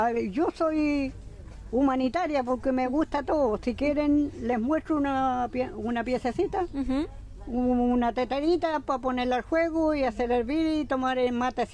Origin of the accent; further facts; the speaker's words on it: Pilén, Maule, Chile; Soy de Pilén, pertenezco a Cauquenes, Maule. Nací y criada en Pilén.